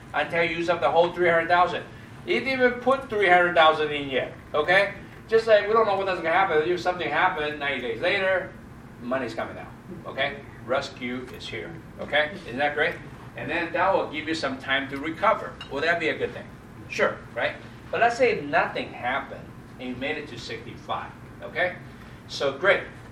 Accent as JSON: {"language": "English", "region": "North Carolina", "country": "United States", "said": "I'm from North Carolina."}